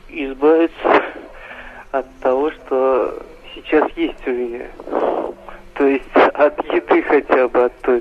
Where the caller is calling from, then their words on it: Nizhnekamsk, Tatarstan, Russia; Это город Нижнекамск, Республика Татарстан.